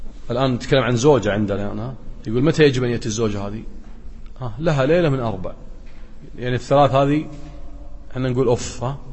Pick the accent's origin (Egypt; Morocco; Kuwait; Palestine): Kuwait; وذاك أكثر حالات الطلاق عندنا في الكويت والنسب عالية جدا